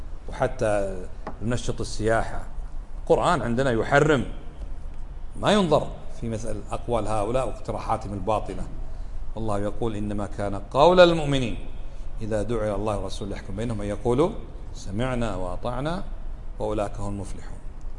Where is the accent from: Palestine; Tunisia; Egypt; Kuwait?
Kuwait; اليوم بعض الناس يدعو إلى إباحة الخمور في بلدنا الكويت